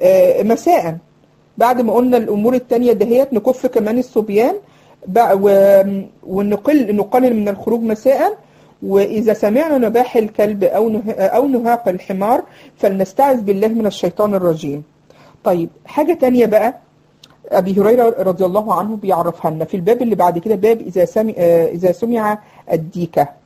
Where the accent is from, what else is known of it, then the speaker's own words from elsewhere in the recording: Egypt; يعني حتى كانوا بيسموه عندنا في مصر يقولك ايه